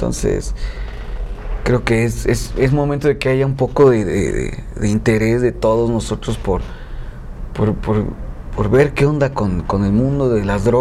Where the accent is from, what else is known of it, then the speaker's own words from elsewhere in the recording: Mexico; Nosotros como mexicanos, o sea, tenemos una fiesta masiva sobre la muerte.